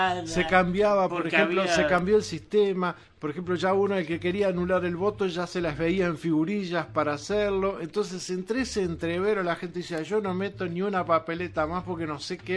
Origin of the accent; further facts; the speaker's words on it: Uruguay; Acá tenemos que pensar todos como uruguayos.